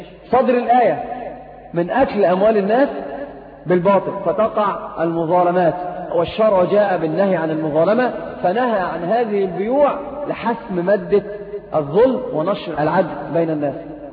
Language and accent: Arabic; Egypt; أيضا عندنا في مصر شيء اسمه النقطة